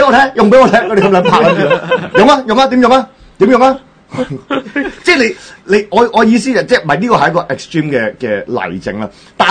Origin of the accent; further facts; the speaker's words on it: Hong Kong; 作為香港人，香港人好唔中意佢